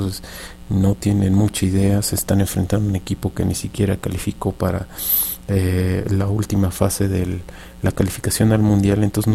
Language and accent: Spanish; Mexico; y digo nuestro porque somos mexicanos, no porque sea mi entrenador